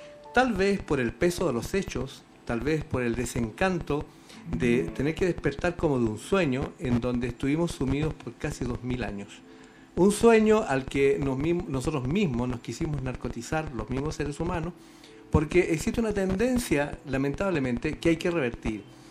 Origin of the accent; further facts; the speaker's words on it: Valdivia, Los Ríos, Chile; En Valdivia, donde yo vivía, donde yo me crié y de donde vengo llegando hace unos pocos días